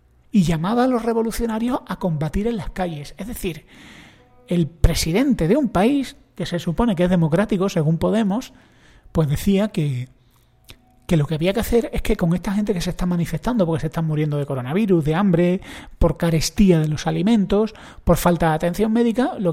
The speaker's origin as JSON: {"language": "Spanish", "country": "Spain", "said": "tengo amigos cubanos y soy un español, con lo cual aquí en España"}